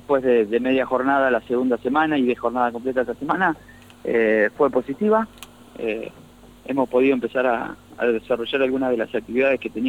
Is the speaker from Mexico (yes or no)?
no; San Martín de las Escobas, Santa Fe, Argentina; moved away as an adult; ¿Dónde nací? En San Martín de las Escobas.